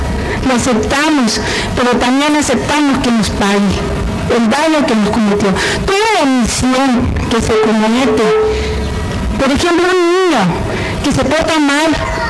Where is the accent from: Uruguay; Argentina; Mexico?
Mexico; Babiácora, Sonora; Yo vengo en lo particular de Babiácora, nací en Babiácora, ahí mismo en mi casa, como se usaba antes.